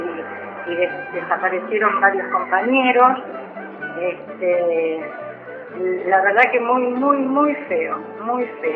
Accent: Mataderos, Buenos Aires, Argentina; nací en Matadero. Lo que me acuerdo era que las calles eran de tierra, que pasaba un carrito que vendía leche.

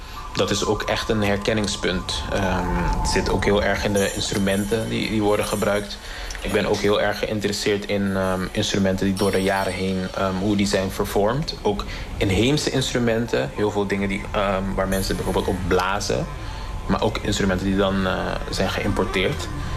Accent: Curaçao; born there; Zelf ben ik op Curaçao geboren, dus dat is een van mijn grootste inspiratiebron.

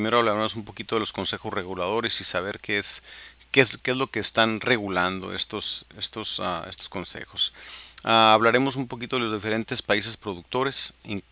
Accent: Baja California, Mexico; los que somos de Baja California, pues sabemos que la gran mayoría del vino de México se produce en Baja California

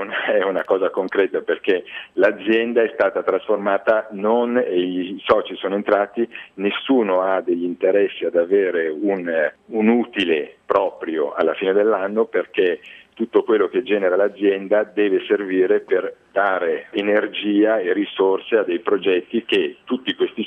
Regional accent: Milan, Lombardy, Italy; Io sono un milanese che a 23 anni ha iniziato a fare l'imprenditore

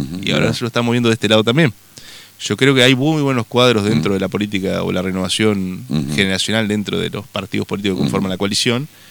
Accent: Concordia, Entre Ríos, Argentina; Los chicos, o sea, saben que yo soy de Concordia

